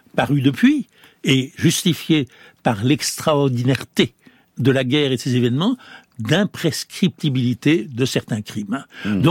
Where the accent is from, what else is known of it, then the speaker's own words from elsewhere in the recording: France; chez nous, en France